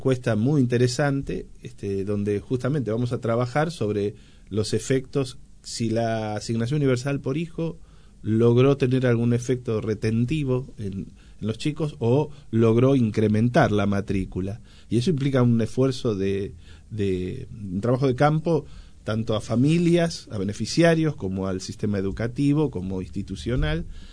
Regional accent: Moreno, Buenos Aires Province, Argentina; Yo, que soy de Moreno, viví en Moreno y para estudiar tuve que ir a la UBA y tomarme el tren todos los días

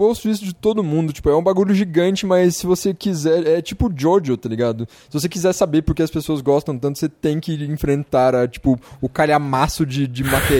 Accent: Santos, São Paulo, Brazil; Eu sou de Santos!

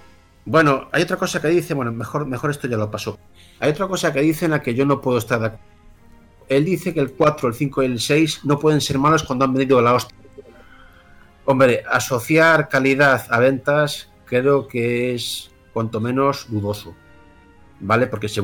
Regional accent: Spain; y yo soy español

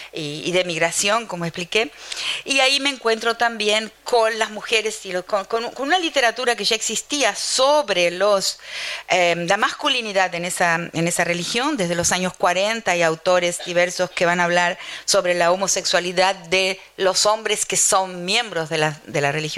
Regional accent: Argentina; moved away as an adult; Yo salí de la Argentina hace muchísimo tiempo, en 1975, cuando tenía 23 años, y en ese momento salí como etnomusicóloga

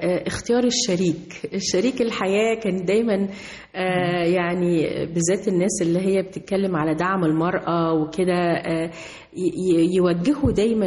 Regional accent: Egypt; moved away as an adult; لأن أنا مصرية قوي وبحب بلدي قوي قوي

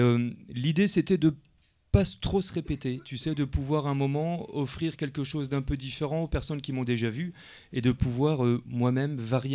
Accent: Mulhouse, Grand Est, France; Mulhouse. Je suis de Mulhouse.

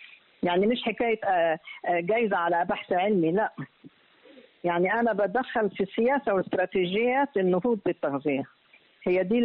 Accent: Egypt; أيوة أنا أول مصرية وأول سيدة تحصل على هذا اللقب.

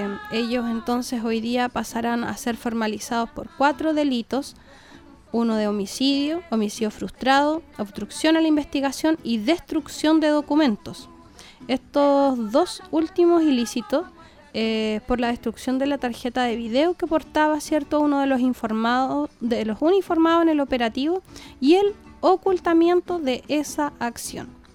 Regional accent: Chile; Cómo hoy día como chilenos nosotros respetamos a aquellas personas

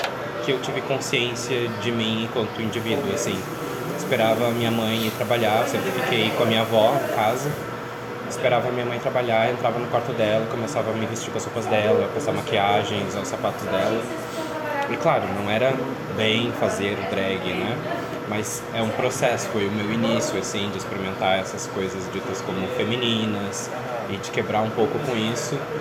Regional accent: Porto Alegre, Rio Grande do Sul, Brazil; E aí eu montei na casa de um amigo meu, que eu sou de Porto Alegre

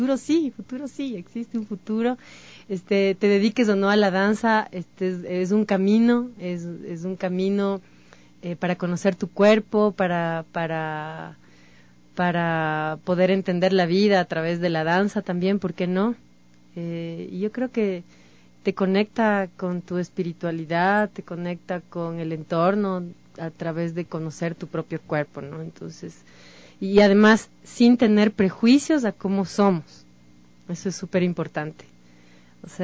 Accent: Cotopaxi, Ecuador; Yo vengo de la provincia de Cotopaxi, en donde está el danzante. crecemos con las fiestas populares

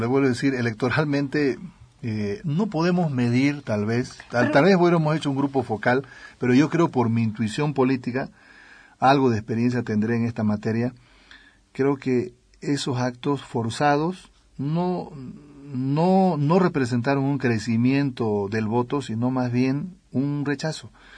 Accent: Santa Cruz de la Sierra, Santa Cruz, Bolivia; also born or lived in La Paz; Yo soy un ciudadano cruceño, medio paseño también, de contrabando.

